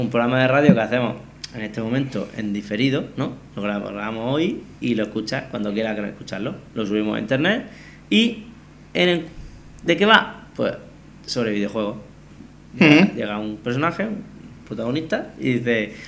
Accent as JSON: {"language": "Spanish", "town": "Cartagena", "region": "Region of Murcia", "country": "Spain", "said": "Yo soy de Cartagena."}